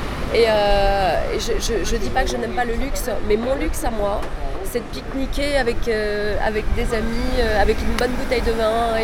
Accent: Paris, Île-de-France, France; Je suis née à Paris. C'est vrai que j'ai toujours vécu à Paris. Les amis, l'école, l'éducation, voilà, c'était parisien dans le quartier latin. C'est Saint-Germain-des-Prés.

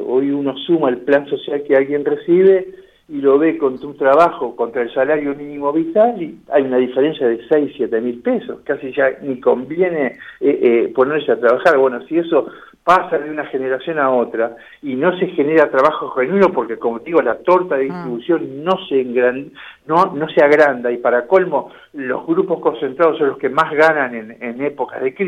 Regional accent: Uruguay; born there; Lo hablo así porque de nacimiento soy uruguayo.

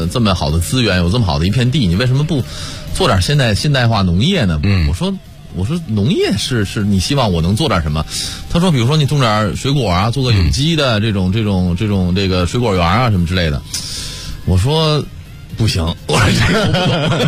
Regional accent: Beijing, China; 我们其实都属于城里孩子，我们都是，像我是在前门长大的

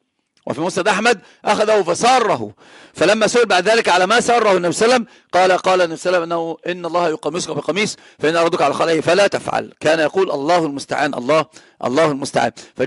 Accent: Egypt; عندنا في مصر العوام يقولون المركب الذي لها اثنان من ربان السفينة لا يمكن أن تسير، لابد أن تغرق.

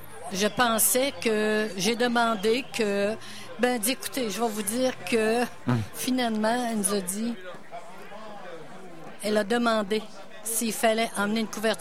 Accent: Wendake, Quebec, Canada; Et cette dame-là est arrivée chez nous à Wendake.

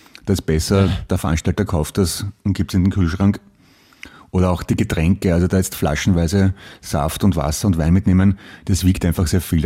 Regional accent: United States; Ich bin Amerikanerin und habe einen europäischen Nachnamen.

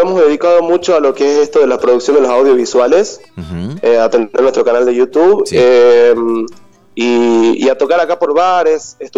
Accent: Jujuy, Argentina; now in Córdoba, Argentina; Estoy en la provincia de Córdoba. Ajá. Estoy viviendo acá. Yo en realidad soy de Jujuy, pero hace como unos 8 o 9 años que vivo acá, en Córdoba.

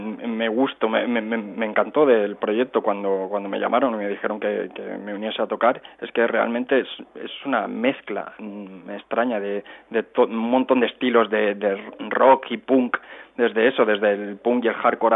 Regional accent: Cerdanyola del Vallès, Catalonia, Spain; mi pueblo natal, que es Sardañola del Vallés

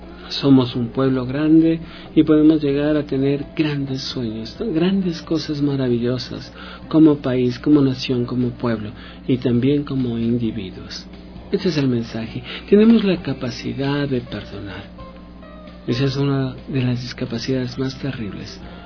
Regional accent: Ecuador; quizás sea momento de reflexionar, de recogernos a pensar que somos ecuatorianos

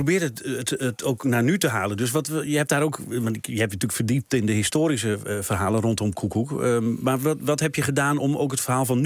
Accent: Hoogeveen, Drenthe, Netherlands; born there; want ja, wij kwamen ook uit Drenthe. Nou, ik ben dan inderdaad geboren in Hoogeveen. Dat is nog vlakbij Hollandse Veld, waar hij natuurlijk vandaan kwam.

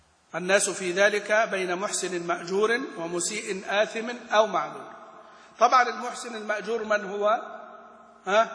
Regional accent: Egypt; نحن كمصريين مثلا ما نخرج الذال ذالا ولا الثاء ثاء ولا الضاء ضاء، وإنما نخرج الضاء ظاء، ونخرج الثاء ساء سين، ونخرج مثلا الذال زاي.

